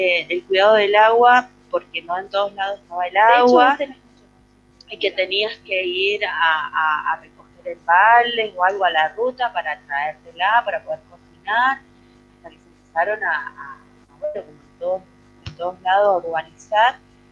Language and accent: Spanish; Mendoza, Argentina; De que somos de Mendoza, realmente desde chiquite nos inculcan mucho el cuidado del agua